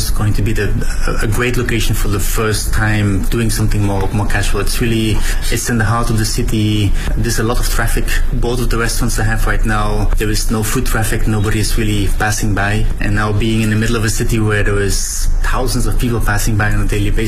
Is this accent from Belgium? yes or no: yes; Belgium; I'm the owner of TRB. I'm originally from Belgium.